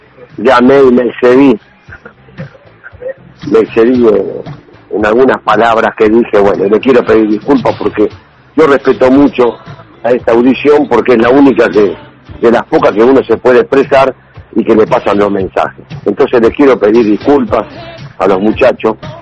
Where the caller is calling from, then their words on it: Caballito, Buenos Aires, Argentina; de Caballito.